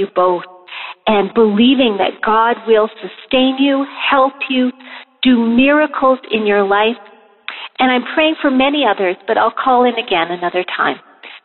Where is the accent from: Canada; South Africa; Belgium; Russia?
Canada; Calgary, Alberta; I'm from Calgary, neighbor